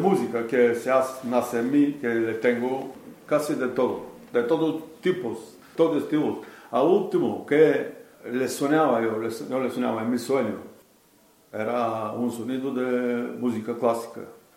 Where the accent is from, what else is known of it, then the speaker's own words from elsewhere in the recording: Bulgaria; Spanish is a second language; now in Spain; soy de Bulgaria. En España soy de casi 14 años.